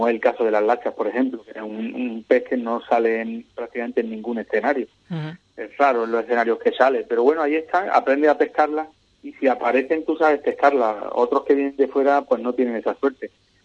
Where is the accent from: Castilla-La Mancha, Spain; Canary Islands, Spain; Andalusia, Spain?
Andalusia, Spain; Cádiz; somos de aquí, de Cádiz, fuertes.